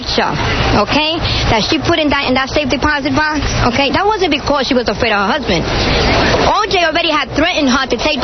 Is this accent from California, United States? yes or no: no; New York, United States; If you look at the picture, I come from the South Bronx. We come from around here, okay?